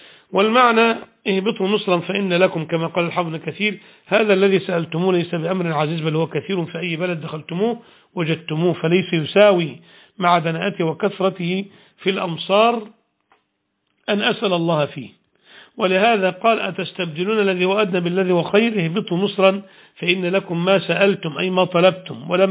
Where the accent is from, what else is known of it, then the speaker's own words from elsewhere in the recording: Egypt; وبعض أهل العلم قال بأن هي مصر المعروفة الآن، بلدنا مصر